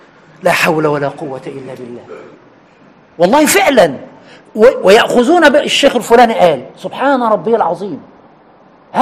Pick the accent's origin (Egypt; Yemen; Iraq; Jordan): Egypt; أنا من عشرات السنين وأنا مصري وأعلم أهل مصر